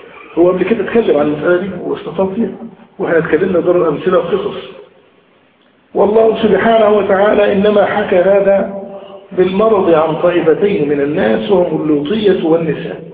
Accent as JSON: {"language": "Arabic", "country": "Egypt", "said": "عندنا في مصر الأمر ده الحمد لله يكاد يكون نادرا"}